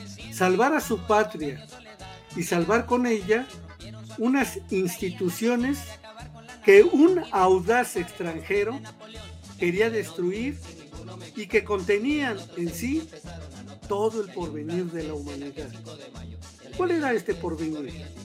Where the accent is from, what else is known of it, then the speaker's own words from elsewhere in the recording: Mexico; los mexicanos conocemos más o menos bien